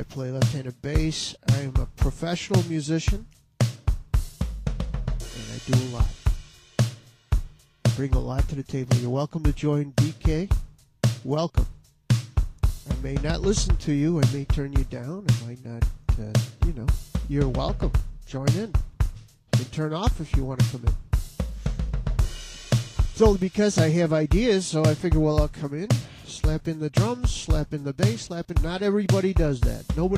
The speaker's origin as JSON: {"language": "English", "town": "Phoenix", "region": "Arizona", "country": "United States", "said": "And I speak English. I'm American. I come from the USA, Phoenix, Arizona."}